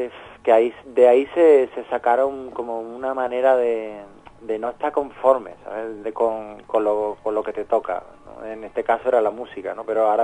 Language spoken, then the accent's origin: Spanish; Andalusia, Spain; born there; somos andaluces, sin llegar al esperpento de lo andaluz, sino que somos andaluces y hemos nacido allí